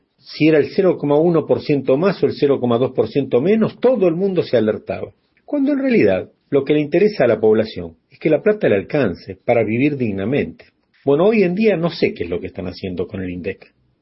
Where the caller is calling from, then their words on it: Buenos Aires, Argentina; desde Buenos Aires, Argentina. Quiero comentarles que acá, en mi país, en el año 2014 y 2015